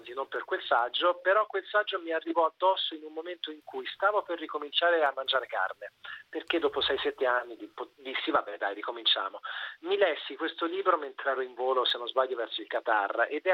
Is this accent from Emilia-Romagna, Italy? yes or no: no; Tuscany, Italy; Io non amavo granché la carne, anche se sono toscano